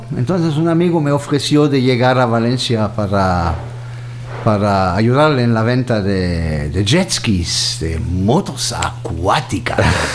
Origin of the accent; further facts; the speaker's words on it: Cologne, North Rhine-Westphalia, Germany; born there; Spanish is a second language; moved away as an adult; also born or lived in France; yo nací en Colonia, en medio de Alemania.